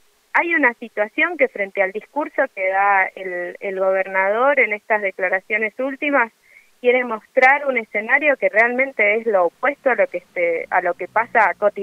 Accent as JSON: {"language": "Spanish", "country": "Argentina", "said": "Traer a colación estos discursos que tanto daño nos han hecho en nuestra historia como Argentina y como región, ¿no?"}